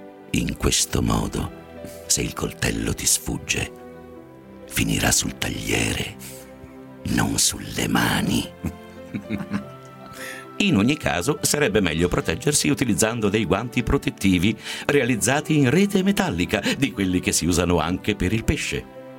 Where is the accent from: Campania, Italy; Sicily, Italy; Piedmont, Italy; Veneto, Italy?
Piedmont, Italy; Turin; born there; quindi molto lontano in realtà dalla mia città natale, che è Torino.